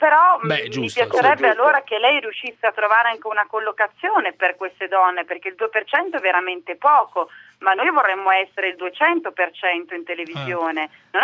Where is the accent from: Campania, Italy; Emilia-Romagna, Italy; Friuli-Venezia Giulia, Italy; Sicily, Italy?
Emilia-Romagna, Italy; io da buona romagnola servo ogni tanto il tortellino in brodo a mio marito a tavola